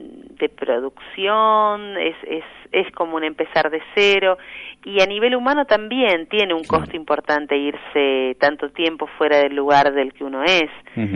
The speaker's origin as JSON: {"language": "Spanish", "region": "Buenos Aires", "country": "Argentina", "said": "hace 4 años que resido formalmente en Buenos Aires, ¿no?, de nuevo. Así que ya me considero otra vez hecha al barrio de Constitución, de donde soy, y muy contenta con esta vuelta."}